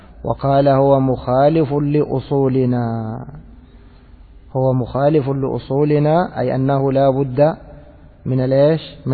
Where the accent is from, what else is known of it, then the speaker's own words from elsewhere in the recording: Egypt; يعني أنا مرة ذهبت أشتري عندنا في مصر